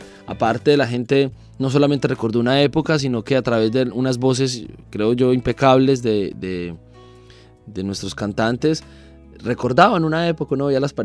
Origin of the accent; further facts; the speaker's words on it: Ecuador; que también en mi país sucede, entre que los de una zona no quieren a los otros